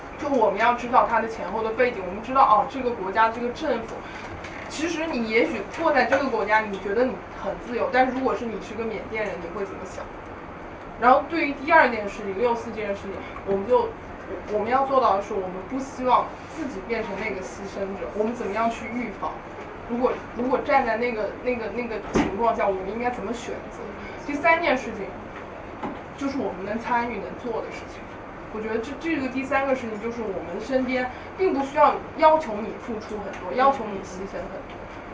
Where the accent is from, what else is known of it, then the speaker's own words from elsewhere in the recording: Nanjing, Jiangsu, China; 因为我是南京人，